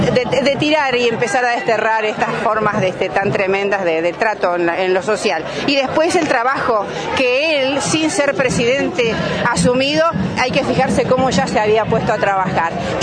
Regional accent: Bariloche, Río Negro, Argentina; Soy de acá de Bariloche, del barrio El Prado, ya hace años que vivo acá.

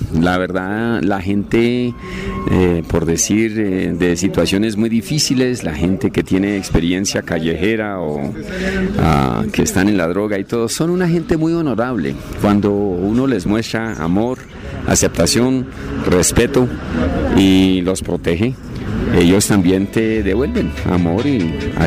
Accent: Colombia; born there; Nací aquí en Colombia de padres misioneros hace 58 años y estuve fuera unos 20 años, pero mi corazón es colombiano, aunque mi cara es una cara de gringo

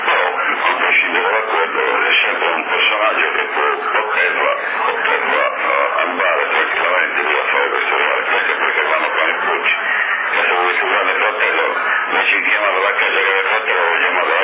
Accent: Sardinia, Italy; Io credo che, non perché sono sardo e difendo i sardi

